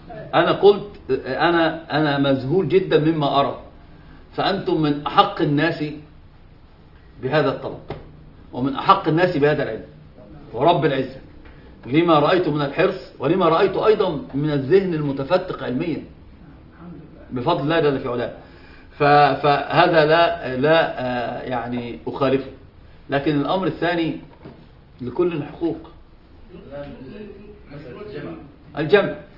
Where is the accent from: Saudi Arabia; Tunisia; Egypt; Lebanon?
Egypt; هم عندنا في مصر يقول مبروم على مبروم ما بيلفش